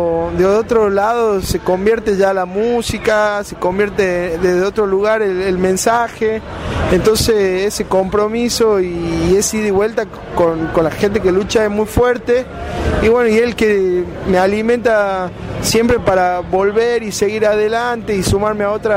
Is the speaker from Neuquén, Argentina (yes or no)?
no; Jujuy, Argentina; accent: Puna; y no tengo los rasgos indígenas, por eso no he sufrido eso también, ¿no? Pero sí por ahí con mi forma de hablar, ¿no? Con mis tiempos más en ritmo Puna